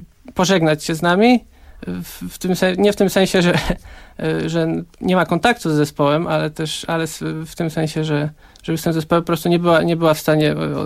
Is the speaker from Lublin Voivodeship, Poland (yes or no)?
yes; Zamość, Lublin Voivodeship, Poland; now in Kraków, Poland; ja i basista Michał Juszczak pochodzimy z Zamościa, czy z okolic Zamościa i mieszkaliśmy przez jakiś czas razem